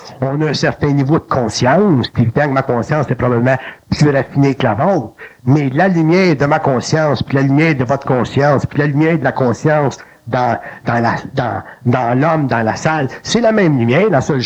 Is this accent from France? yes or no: no; Quebec, Canada; born there; c'est pour ça que je suis né au Québec d'ailleurs